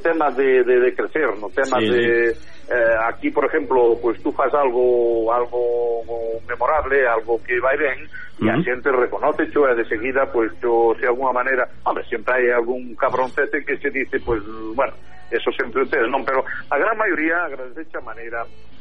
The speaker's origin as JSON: {"language": "Galician", "region": "Galicia", "country": "Spain", "said": "O carácter noso galego, eu son moi galeguista, son moi galego, pero somos un pueblo difícil de comprender e difícil de gobernar."}